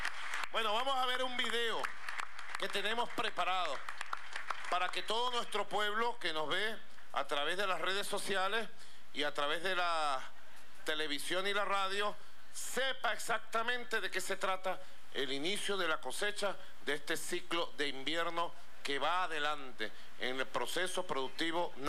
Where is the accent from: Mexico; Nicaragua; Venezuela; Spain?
Venezuela; Caracas, Capital District; Ustedes saben que yo nací en Caracas y me crié en Caracas, ¿verdad?